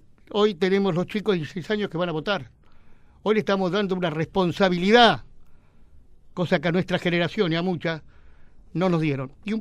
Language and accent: Spanish; Argentina; apoyo, como argentino, porque acá, en definitiva